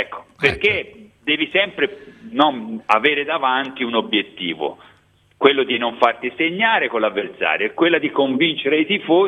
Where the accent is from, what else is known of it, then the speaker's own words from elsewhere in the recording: Florence, Tuscany, Italy; sono cresciuto a Firenze